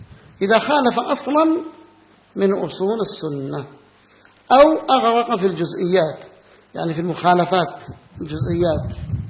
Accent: Yemen; عندنا في اليمن الشعبانية يقولونها

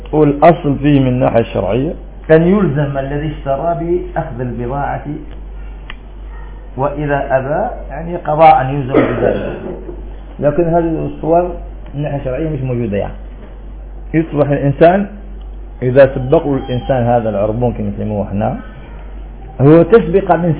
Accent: Algeria; وإحنا عندنا في الجزائر هنا

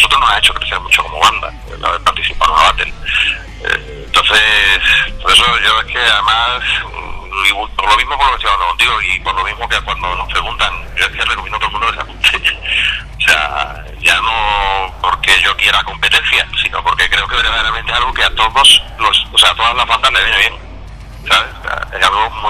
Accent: Cádiz, Andalusia, Spain; nosotros somos de Cádiz, pero tenemos muchos y muy buenos amigos en Sevilla.

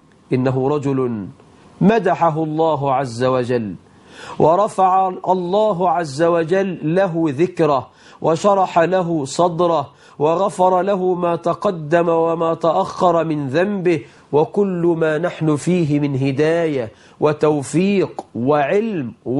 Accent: Egypt; فالله أسأل أن يجعل بلدنا مصر آمنة مطمئنة

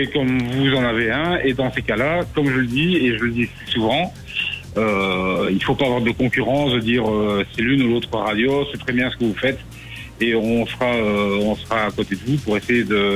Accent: Charleroi, Wallonia, Belgium; et moi je suis de Charleroi je suis un pur Carolo

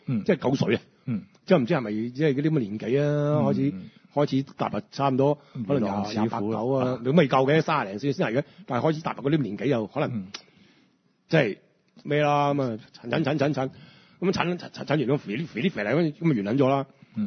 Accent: Hong Kong; 一路以來即係我哋香港人都唔識用外圍女呢三個字嚟形容呢啲女仔

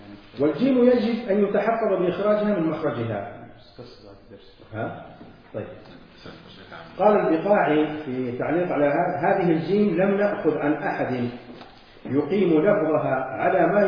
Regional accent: Medina, Medina Province, Saudi Arabia; accent: Hijazi; هنا أهل الحجاز يعني لهجتنا في المدينة

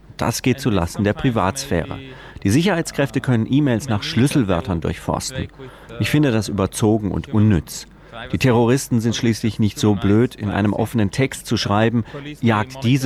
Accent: Bulgaria; Ich komme aus Bulgarien, also einem ehemaligen Ostblockstaat

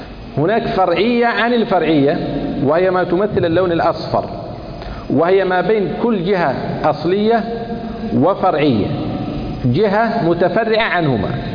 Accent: Kuwait; وكنت تعرف أن القبلة مثلا عندنا في الكويت تقع جنوب غرب

